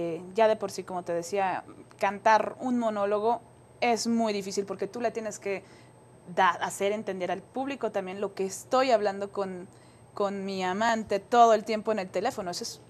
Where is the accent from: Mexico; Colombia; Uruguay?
Mexico; cada vez que vengo a México, últimamente, en estos tiempos tan difíciles que estamos viviendo como mexicanos y mexicanas